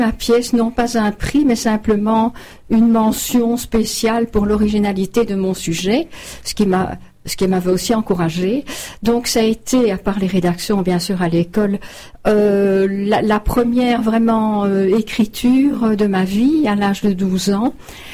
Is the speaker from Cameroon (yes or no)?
no; Arlon, Wallonia, Belgium; also born or lived in Brussels; à 12 ans, nous habitions alors à Arlon. Je suis née à Bruxelles, mais nous avons déménagé pendant 8 ans à Arlon.